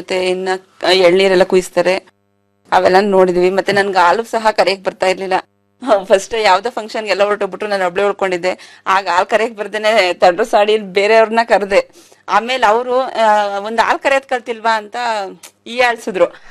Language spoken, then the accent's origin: Kannada; Chinkuruli, Karnataka, India; Chinkuruli sir.